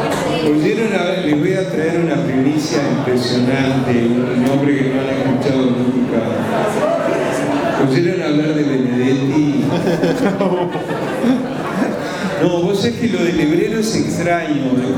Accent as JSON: {"language": "Spanish", "country": "Uruguay", "said": "Qué morboso que somos los uruguayos."}